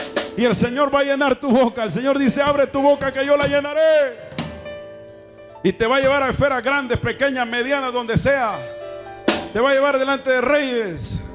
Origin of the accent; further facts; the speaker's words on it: Chalchuapa, Santa Ana, El Salvador; Yo vengo de Chalchuapa, Siria, ya me crié, ya me formé de los 14 años.